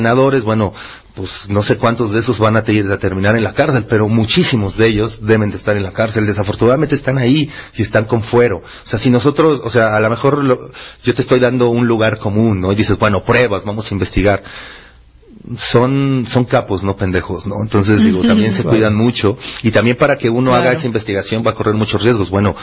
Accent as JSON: {"language": "Spanish", "region": "Mexico City", "country": "Mexico", "said": "Por eso insulto mucho al chilango, yo soy chilango, ¿no?"}